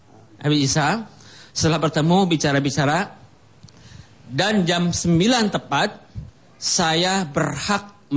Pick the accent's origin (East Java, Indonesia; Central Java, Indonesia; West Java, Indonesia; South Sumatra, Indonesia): West Java, Indonesia; Bogor; Saya dari Bogor.